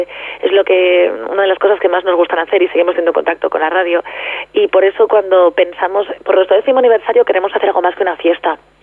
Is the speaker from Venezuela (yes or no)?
no; Aranda de Duero, Castile and León, Spain; cuando empecé con 21 años en Onda Cero en Aranda, en mi pueblo, que he trabajado en todas, en Radio Nacional, en Onda Cero, en la SER, en la COPE y en Punto Radio